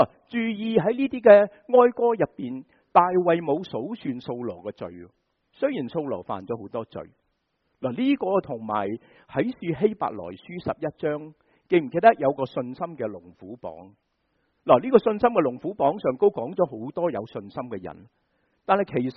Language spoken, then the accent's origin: Chinese; China; 这个就是原因，我们中国人都是一样的。